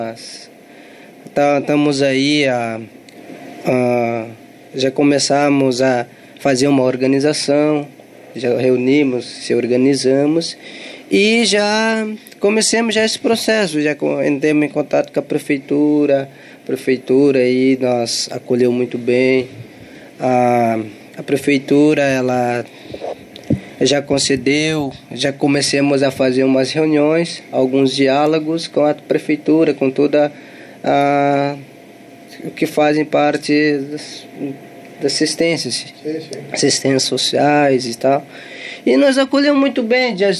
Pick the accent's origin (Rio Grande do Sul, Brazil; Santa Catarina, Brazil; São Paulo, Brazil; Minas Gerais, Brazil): Santa Catarina, Brazil; Chapecó; moved away as an adult; Eu sou natural de Chapecó. Eu me criei, nasci lá e me criei até os 20 anos de idade.